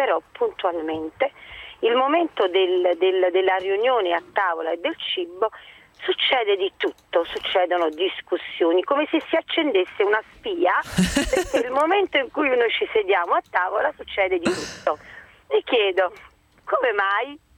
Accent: Naples, Campania, Italy; E da buona napoletana, grande rispetto della tavola

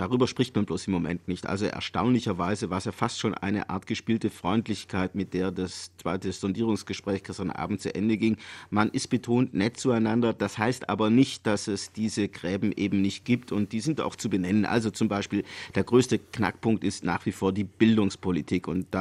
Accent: Baden-Württemberg, Germany; Naja, als Schwabe würde ich mal sagen

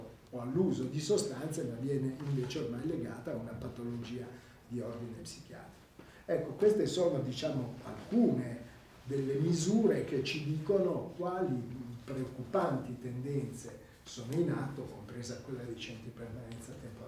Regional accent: Rome, Lazio, Italy; io sono anche romano, ci ho vissuto tantissimi anni

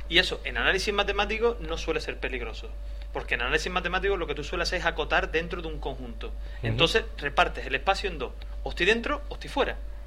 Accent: Andalusia, Spain; yo soy andaluz, con lo cual estoy diciendo una verdad

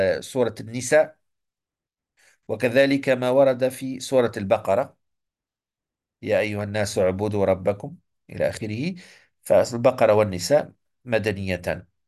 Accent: Morocco; مثلا عندنا في المغرب

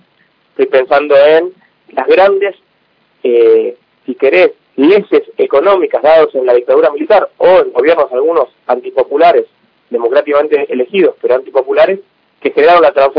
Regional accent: Argentina; muchos de nosotros como argentinos queremos, digamos, yo me considero hijo del 2001, era muy chico del 2001 y teníamos ese país

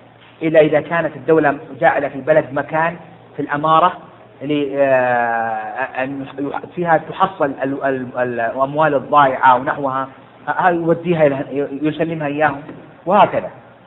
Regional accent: Jeddah, Makkah Province, Saudi Arabia; لو واحد سقطت منه عندنا هنا عندنا في السعودية في جدة الآن 20 ريال

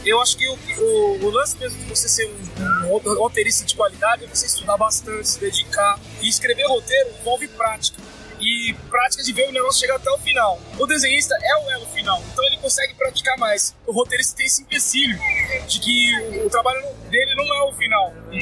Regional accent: São Paulo, Brazil; Eu sou lá da Zona Leste, sou maloqueiro da quebrada e é diferente, diferente.

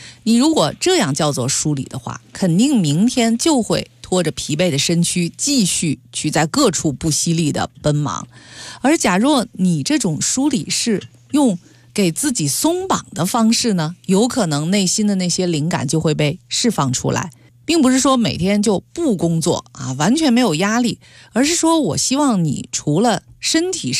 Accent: Beijing, China; 用我们北京话说

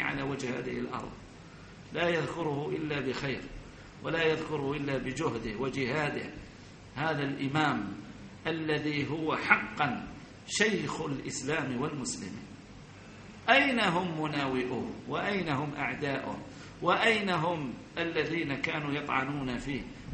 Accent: Algeria; عندنا في الجزائر ما على كل حال هؤلاء ليسوا بشيء

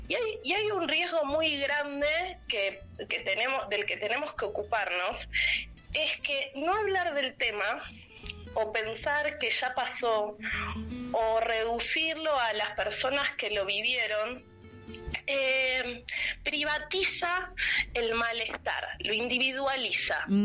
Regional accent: Argentina; cuando digo que soy argentina, me preguntan por las madres de Plaza de Mayo.

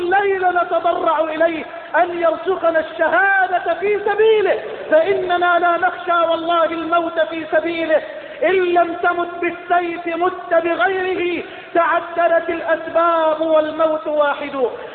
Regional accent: Egypt; اللهم اجعل بلدنا مصر واحة للأمن والأمان،

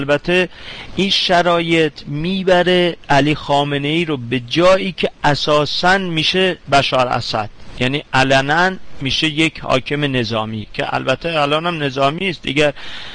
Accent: Iran; من به عنوان یه ایرانی

